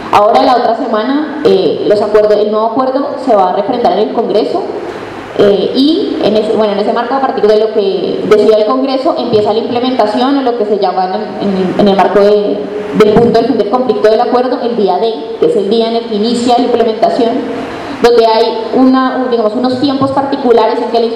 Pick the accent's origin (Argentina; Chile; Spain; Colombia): Colombia; nosotros y nosotras como pueblo colombiano y latinoamericano